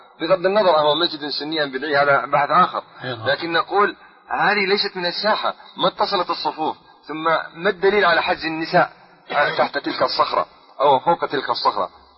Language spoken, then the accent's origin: Arabic; Ramallah and al-Bireh Governorate, Palestine; ونحن من قضاء رام الله